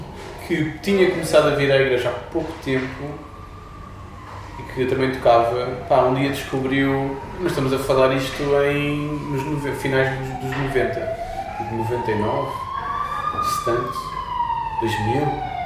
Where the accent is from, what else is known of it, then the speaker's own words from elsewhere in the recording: Lisbon, Portugal; now in Oeiras, Portugal; Não, originalmente eu sou da linha de Cascais, sou de Campo de Deus, mas estou a viver entre Oeiras e onde termina Oeiras e começa a linha de Sintra